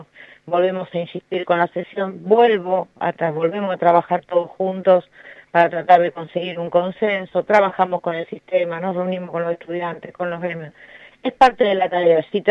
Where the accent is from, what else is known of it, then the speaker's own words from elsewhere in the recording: San Clemente del Tuyú, Buenos Aires Province, Argentina; born there; nací en San Clemente del Tuyú, vengo de una familia de clase media baja, más baja que media, como digo siempre.